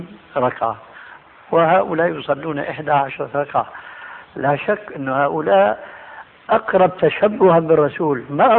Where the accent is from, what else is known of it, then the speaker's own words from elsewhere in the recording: Syria; عندنا في الشام يسمى المقدمة بالتذكير، ويقلب الذال إلى دال بيقولوا التذكير